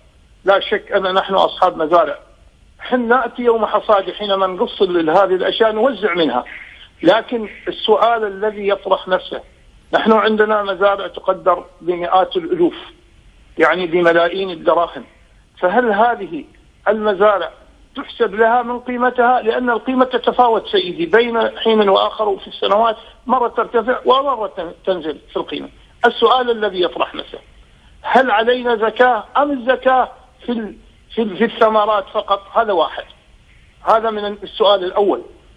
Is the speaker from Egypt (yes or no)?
no; Oman; أنا رجل أعمال من عمان.